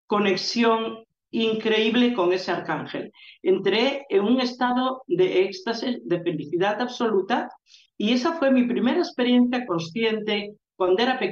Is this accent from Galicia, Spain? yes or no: yes; Galicia, Spain; esas enseñanzas que realmente yo las veía en las prácticas habituales que allí se hacían en esa tierra. Nunca se perdió la magia en Galicia